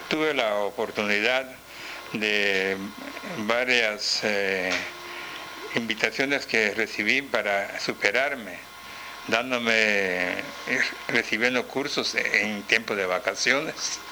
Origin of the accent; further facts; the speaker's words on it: Petén, Guatemala; me gradué y luego me vine a mi tierra con el deseo de dar a conocer mis conocimientos que había recibido.